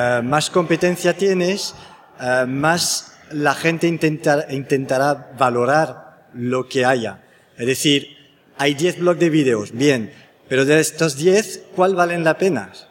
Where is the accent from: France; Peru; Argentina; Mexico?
France; Spanish is a second language; Porque soy francés